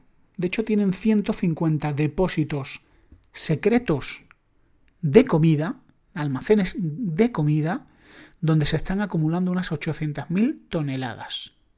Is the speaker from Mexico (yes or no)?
no; Spain; en mi país, España